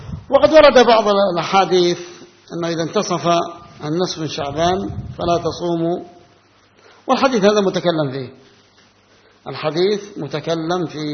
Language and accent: Arabic; Yemen; عندنا في اليمن الشعبانية يقولونها